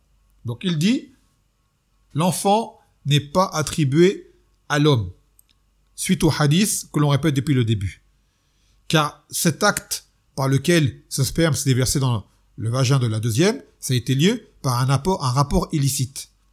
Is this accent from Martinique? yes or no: yes; Martinique; je suis martiniquais, et depuis avant l'islam, il y a chez nous des histoires qui touchent à ce genre de choses